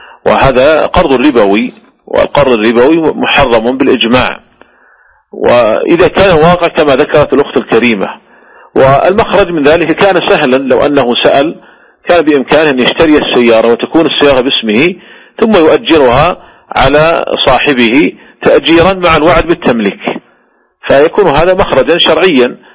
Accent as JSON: {"language": "Arabic", "country": "Saudi Arabia"}